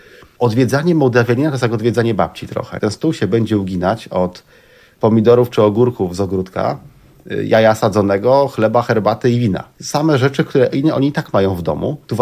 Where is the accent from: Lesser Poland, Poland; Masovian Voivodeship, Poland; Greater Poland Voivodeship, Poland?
Greater Poland Voivodeship, Poland; Poznań; Ja pamiętam, jak byłem dzieckiem, wychowywałem się na poznańskim przedmieściu, zobaczyć obcokrajowca, to było naprawdę wydarzenie.